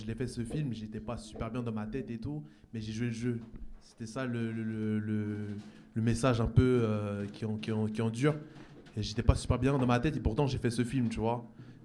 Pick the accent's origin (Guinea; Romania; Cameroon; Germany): Cameroon; je suis camerounais, je suis fier de... Je suis fier de mes origines.